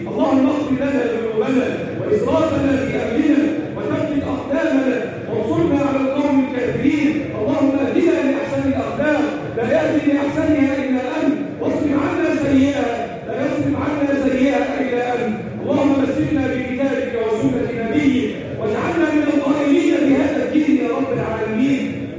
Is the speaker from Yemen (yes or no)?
no; Egypt; اللهم احفظ بلدنا مصر